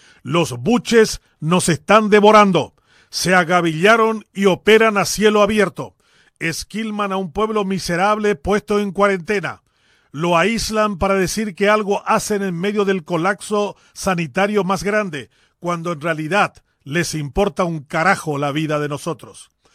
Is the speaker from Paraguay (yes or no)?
yes; Paraguay; Estos buches son en realidad todo lo que deberíamos despreciar y escupir como paraguayos.